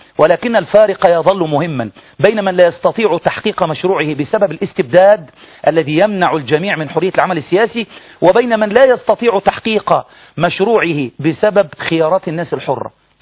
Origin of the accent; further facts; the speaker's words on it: Egypt; إحنا بقى كمصريين نعمل إيه عشان بلدنا؟ نسيبها تضيع؟